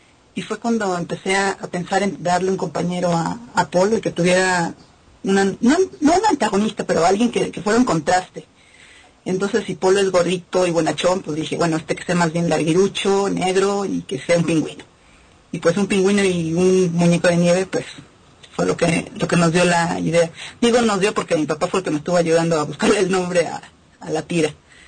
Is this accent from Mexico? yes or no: yes; Mexico; Que para nosotros que somos audiencia mexicana